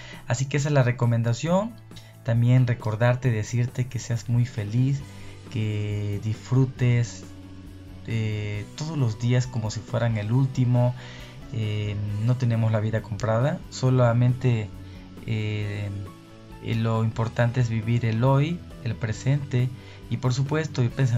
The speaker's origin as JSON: {"language": "Spanish", "town": "Arroyo de Piedra", "region": "Veracruz", "country": "Mexico", "tie": "born or raised there", "said": "anduve enfiestado en mi pueblo natal, en un lugar que se llama Arroyo de Piedra, ya por Cardel, Veracruz."}